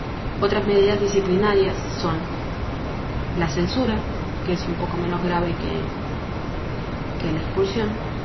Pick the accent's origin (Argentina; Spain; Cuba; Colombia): Argentina; Cinco Saltos, Río Negro; also born or lived in Lincoln; Tengo 24 años, soy de Argentina. Nací y me crié mis primeros 9 años en Cinco Saltos, provincia de Río Negro, al sur de la Argentina. Cuando cumplí 9 nos mudamos con mi hermana mayor, que me lleva 1 año, mi mamá, a Lincoln, provincia de Buenos Aires.